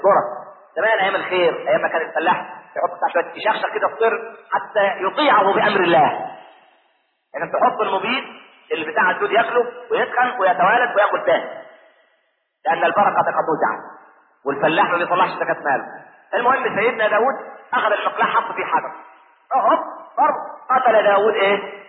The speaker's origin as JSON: {"language": "Arabic", "country": "Egypt", "said": "عشان احنا ما كناش كمصريين نتقي الله في دولتنا"}